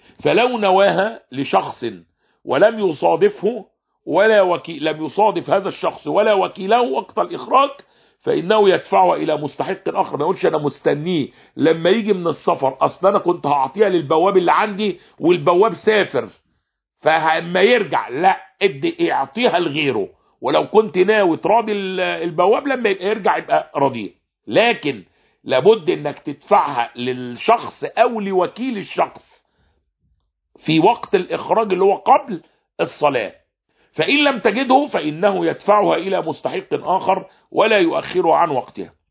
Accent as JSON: {"language": "Arabic", "country": "Egypt", "said": "ويا عم ما فيش حد عندنا في مصر بياكل اقط"}